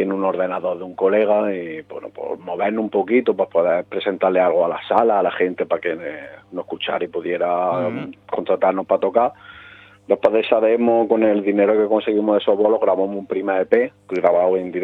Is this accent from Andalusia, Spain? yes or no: yes; Jaén, Andalusia, Spain; somos de Jaén, aunque no tenemos ningún seseo ni ceseo como en otras provincias, de hecho. Quizás nos parecemos más hablando a los de Murcia que a los sevillanos, pero sí, sí, somos de aquí del sur.